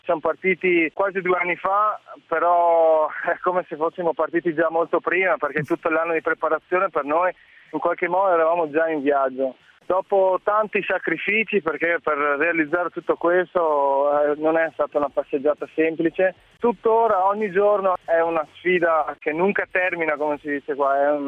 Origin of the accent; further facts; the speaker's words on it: South Africa; Sono cresciuto in Sudafrica, ho avuto un po' questa infanzia frastagliata